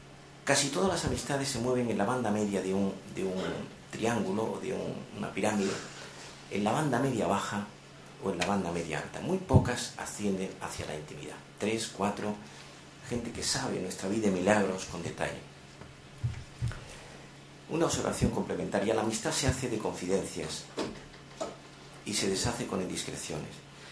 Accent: Andalusia, Spain; Yo soy andaluz, aunque ejerzo poco, pero soy andaluz.

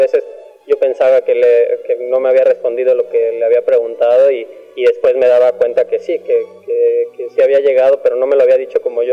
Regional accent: Mexico; que son parte de quiénes somos como mexicanos.

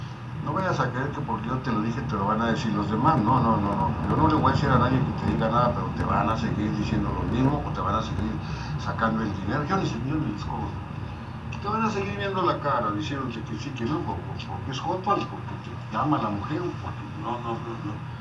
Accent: Sinaloa, Mexico; also born or lived in Ciudad Juárez; porque soy de Sinaloa, o porque vengo de Juárez.

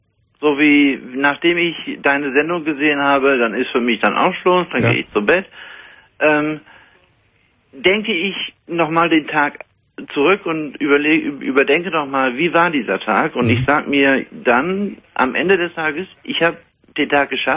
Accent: Ostrhauderfehn, Lower Saxony, Germany; Und das ist auch mein Ostrauderfehn. Rauderfehn ist mein Heimatort.

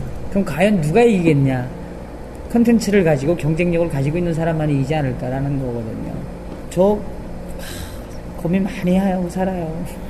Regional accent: North Korea; now in South Korea; 저는 우리 탈북자들이 이제는 정말 대한민국의 리더가 돼야 한다고

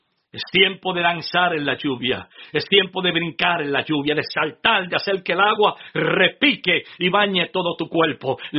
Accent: Adjuntas, Puerto Rico; Oh, yo recuerdo cuando niño, allá en mi pueblo natal de Adjuntas. Adjuntas es un pequeño pueblo sembrado entre medio de montañas, en el centro, casi en el centro de la isla, ahí a unos quizás 40 minutos de Ponce.

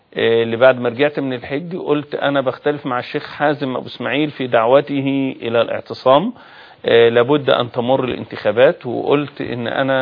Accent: Egypt; لكن انا كمواطن مصري ومواطن موجود في ميدان التحرير

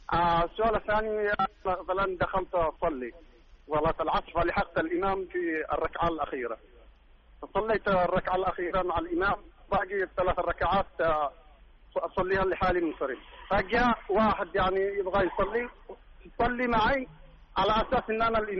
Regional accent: Yemen; now in Saudi Arabia; أنا يمني أنا مغترب هنا بالسعودية.

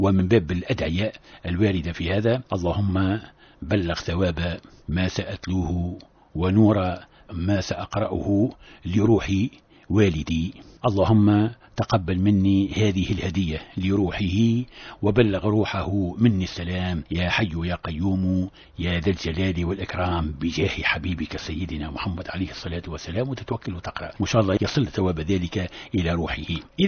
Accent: Tunisia; معروف عندنا في تونس الحمام العربي وكذا

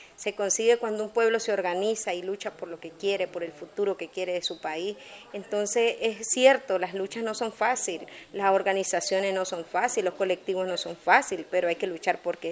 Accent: Fonseca, La Guajira, Colombia; la Fonseca es mi pueblo donde nací, mi pueblo donde crecí y mi pueblo por lo que luché, mi patria, mis tierras. Y para nosotros los campesinos la tierra es como nuestra madre

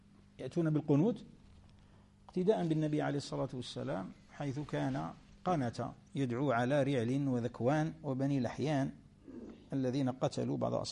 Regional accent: Tunisia; كما احنا توانسة بكري وحنا كلنا مغاربة

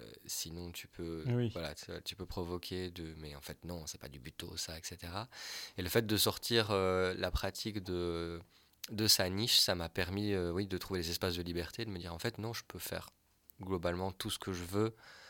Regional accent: Wallonia, Belgium; born there; Moi, je suis né dans les Ardennes belges.

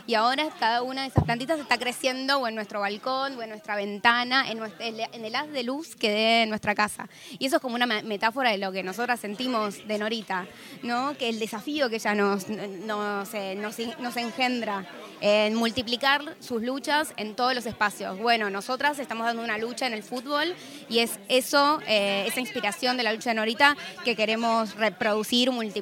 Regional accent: Buenos Aires, Argentina; Yo soy de Flores, para mí Mataderos son mis vecinas

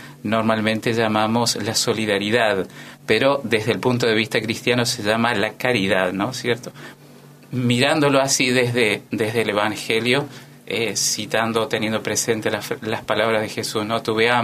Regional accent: Eugenio Bustos, Mendoza, Argentina; Venimos de la provincia de Mendoza, a 100 kilómetros de la capital está el departamento San Carlos, y que es la villa de cabecera del departamento donde reside el municipio y desde donde se gobierna todo el departamento. El pueblo en concreto se llama Eugenio Bustos

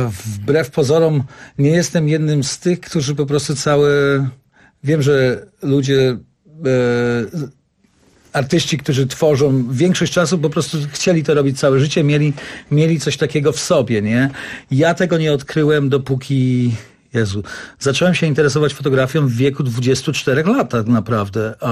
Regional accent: Kraków, Lesser Poland, Poland; now in New York, United States; pochodzę z Krakowa, jestem Polakiem, przeżyłem już swoje w Stanach, w Nowym Jorku

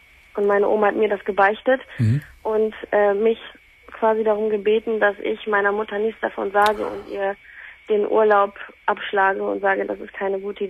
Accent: Poland; Also wir kommen aus Polen.

